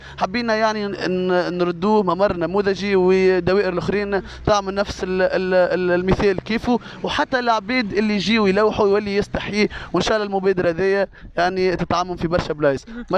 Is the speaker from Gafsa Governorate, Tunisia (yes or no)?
no; El Ouardia, Tunis Governorate, Tunisia; في الحقيقة حبيت نفند نسبة الوعي في الوردية اللي نحن رانا من قبل كجمعية حومتنا الثقافية وكأبناء منطقة وشباب من قبل قاعدين نخدموا